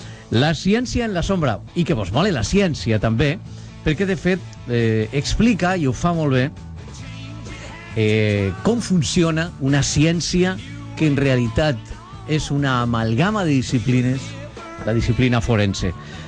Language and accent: Catalan; Valencian Community, Spain; Segur és morir-se, la manera de parlar que tenim en València.